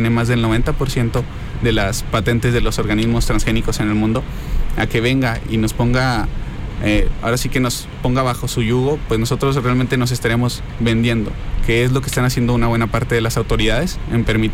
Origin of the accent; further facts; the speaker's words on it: Mexico; nosotros como mexicanos no tenemos por qué dejarnos